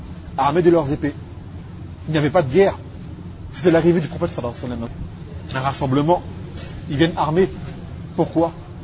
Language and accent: French; Martinique; Je ne suis pas d'origine yéménite, je suis martiniquais, d'accord.